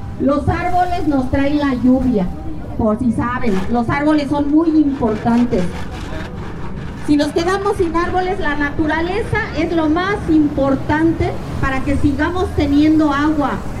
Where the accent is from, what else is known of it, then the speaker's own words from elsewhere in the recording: San Francisco Tlaltenco, Mexico City, Mexico; Nosotros venimos del pueblo de San Francisco Tlaltenco, perteneciente a la alcaldía Tláhuac.